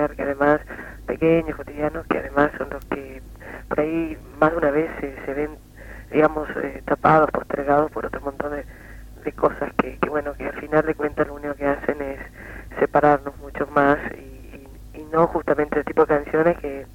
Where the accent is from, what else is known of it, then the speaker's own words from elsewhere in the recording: Corrientes, Argentina; moved away as an adult; now in Buenos Aires, Argentina; yo me había invitado a cantar en mi ciudad natal, que es Corrientes Capital, y la zona de influencia